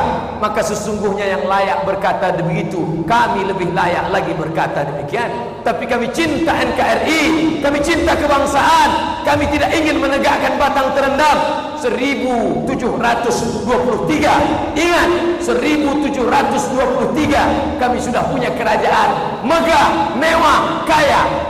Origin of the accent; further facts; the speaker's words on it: Riau, Indonesia; kami anak Riau sekarang menyewa rumah